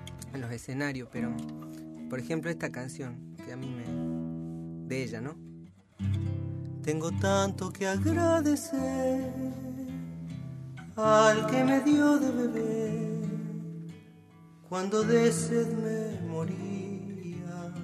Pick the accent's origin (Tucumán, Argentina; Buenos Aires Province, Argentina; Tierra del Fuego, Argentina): Tucumán, Argentina; San Miguel de Tucumán; De San Miguel.